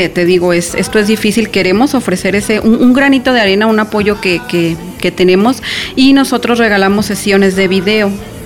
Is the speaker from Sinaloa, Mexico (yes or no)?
no; Chihuahua, Mexico; yo vengo del norte, yo soy de Chihuahua